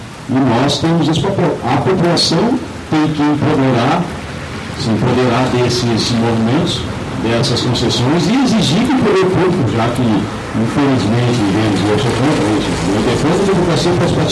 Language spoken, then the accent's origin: Portuguese; Cachoeira do Sul, Rio Grande do Sul, Brazil; also born or lived in Porto Alegre; eu sou de Porto Alegre, me criei em Cachoeira, sou cachoeira de coração, na verdade.